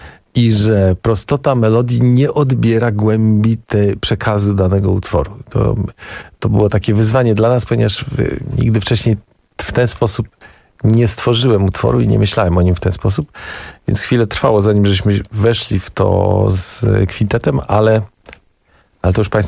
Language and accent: Polish; Gdańsk, Pomeranian Voivodeship, Poland; Ale ja się wychowałem w Gdańsku i większość twarzy i tych ludzi kojarzę.